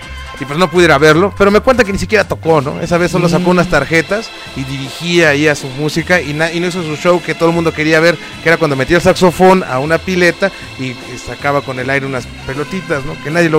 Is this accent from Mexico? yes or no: yes; Mexico; fíjate aquí cómo somos los mexicanos